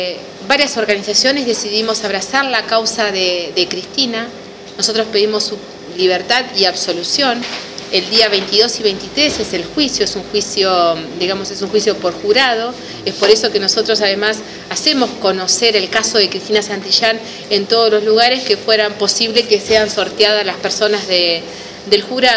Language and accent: Spanish; Azul, Buenos Aires Province, Argentina; Somos de Azul, somos de AMLA.